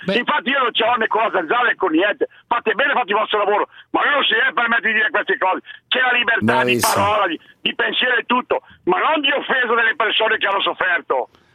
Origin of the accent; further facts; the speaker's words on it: Bergamo, Lombardy, Italy; Io sono bergamasco